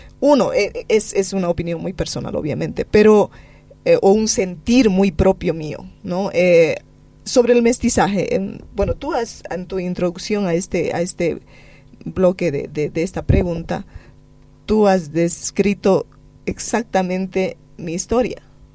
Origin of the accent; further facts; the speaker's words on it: San José de Uchupiamona, La Paz, Bolivia; mi pueblo, por eso se llama San José de Uchupiamona, ¿no?